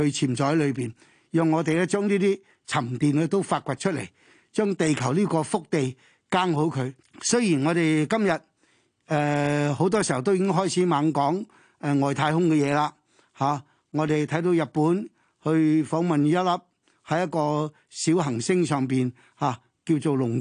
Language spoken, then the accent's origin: Cantonese; China; 我哋中國人有句説話